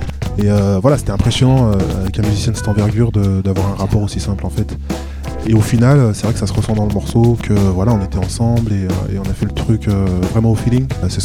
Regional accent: Lyon, Auvergne-Rhône-Alpes, France; ça fait un petit moment que je rappe dans la région lyonnaise. Enfin, moi, je viens de Lyon

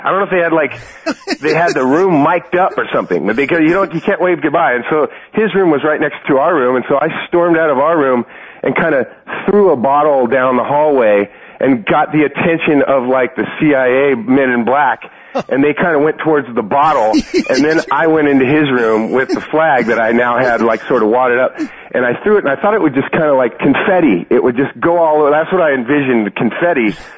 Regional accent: Irvine, California, United States; I grew up in Irvine, and I played on a football team there.

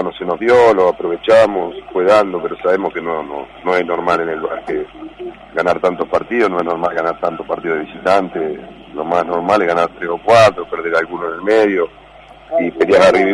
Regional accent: Chivilcoy, Buenos Aires Province, Argentina; born there; es mi club donde yo nací, de que soy hincha

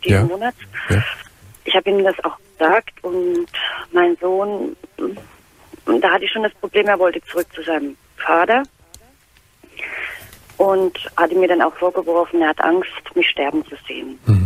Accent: Winzer, Bavaria, Germany; Ja, also ich komme aus Winter, das ist bei Deggendorf.

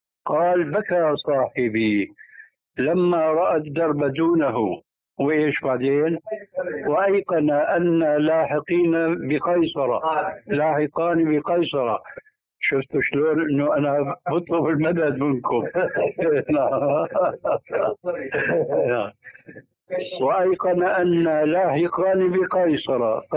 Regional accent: Damascus, Damascus Governorate, Syria; كما يقولون عندنا في دمشق

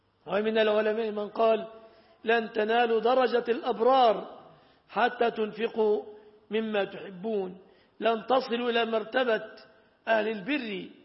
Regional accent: Egypt; فعلى ما تعودنا عندنا في مصر

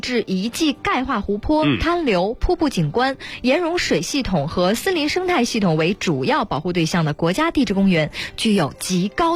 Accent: Northeast China, China; 我十一的时候，就10月4号回过一次东北老家。

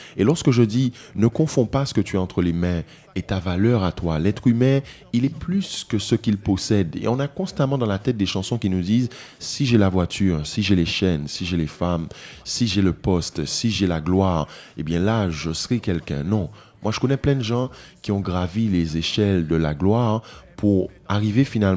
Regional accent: Guadeloupe; now in Martinique; Je vis en Martinique, je viens de la Guadeloupe, donc je connais un peu les deux îles

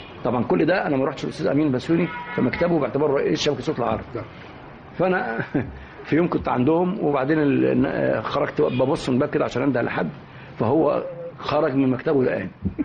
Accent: Egypt; فطبعا احنا كمصريين احنا كنا 5 6 اساتذه في المعهد

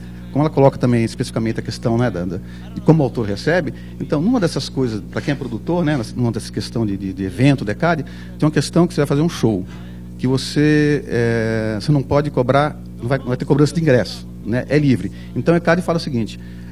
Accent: Brasília, Federal District, Brazil; Eu sou de Brasília

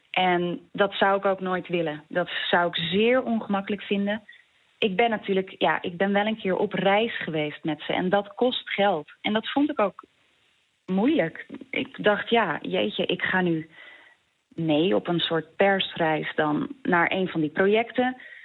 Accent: Schagen, North Holland, Netherlands; En er was in Schagen, waar ik vandaan kom, ook een AZC.

